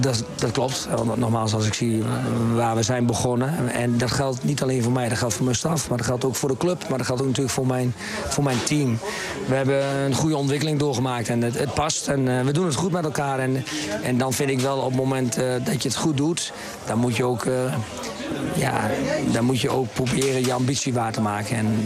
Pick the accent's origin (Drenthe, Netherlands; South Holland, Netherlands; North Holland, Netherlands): Drenthe, Netherlands; Emmen; Want nogmaals, ik kom ook uit het Noordoosten, uit Emmen.